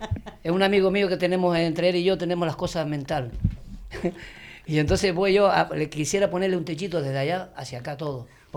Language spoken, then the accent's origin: Spanish; El Draguito, Canary Islands, Spain; also born or lived in Santa Cruz; porque mis padres, ya te digo, vivíamos en Santa Cruz, pero somos de aquí, del Draguito